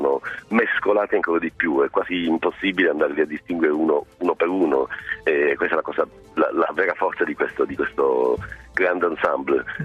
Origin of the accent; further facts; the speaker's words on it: Sicily, Italy; Io, essendo siciliano, ho la notizia fresca delle navi dell'orrore